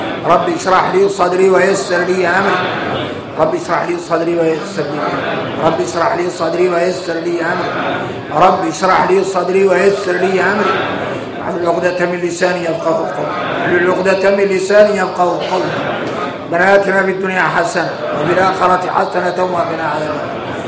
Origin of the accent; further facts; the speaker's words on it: Mauritania; يعيش في الدنيا يوكل ويشرب وفينا احنا موريتاني